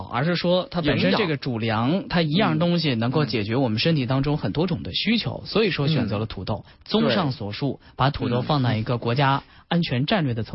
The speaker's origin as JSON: {"language": "Chinese", "region": "Northwest China", "country": "China", "said": "我是西北人嘛，我们家那边马铃薯又大又好吃。我去了南方工作以后"}